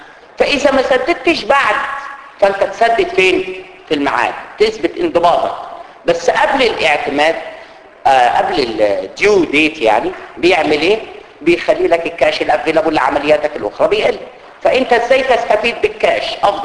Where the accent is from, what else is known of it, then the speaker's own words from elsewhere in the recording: Egypt; ماليش دعوه انا بالبقاله اللي عندنا في مصر